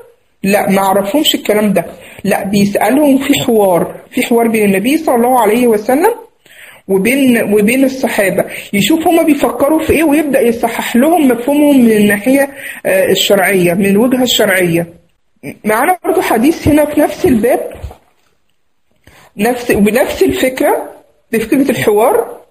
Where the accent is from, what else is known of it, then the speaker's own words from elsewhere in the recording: Egypt; زي ما بنقول عندنا في مصر هنا، مفيش حد يغلبه